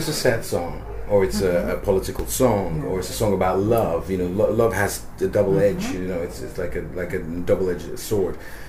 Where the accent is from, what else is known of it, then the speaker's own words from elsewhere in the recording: Ghana; born there; now in England; I can say, I was born in Ghana.